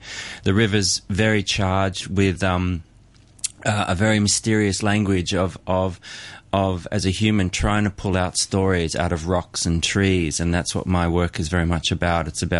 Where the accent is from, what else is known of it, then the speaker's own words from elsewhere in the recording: Australia; returned to Australia after many years abroad, I just went straight back to the essence of what is my hometown